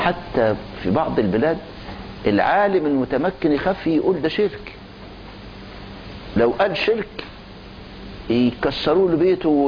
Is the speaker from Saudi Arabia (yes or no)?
no; Egypt; طبعا دلوقتي دخل علينا مدخل تاني عندنا في مصر